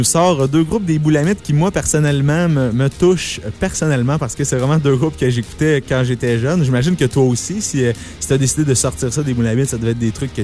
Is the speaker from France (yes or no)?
no; Drummondville, Quebec, Canada; moi aussi, je viens de Drummondville